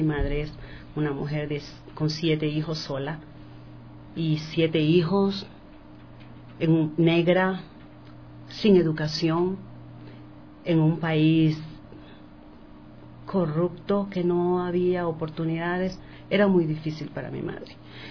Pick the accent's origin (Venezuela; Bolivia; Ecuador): Ecuador; Guayaquil, Guayas; moved away as an adult; Así que decidí... me vine de Guayaquil a Quito.